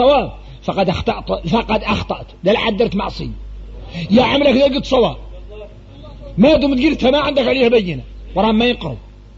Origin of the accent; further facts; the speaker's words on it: Mauritania; احنا موريتاني